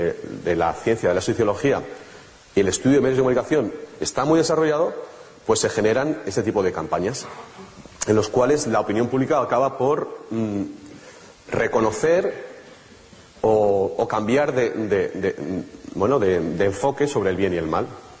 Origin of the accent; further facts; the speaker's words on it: Spain; nosotros como españoles nos llega especialmente